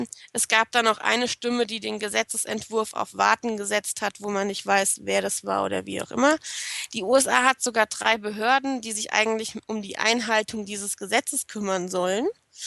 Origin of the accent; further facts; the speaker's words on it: Hesse, Germany; Ich weiß, dass ich Whistleblowing ganz komisch ausspreche, aber ich bin Hesse und da wird das ganz komisch gesprochen.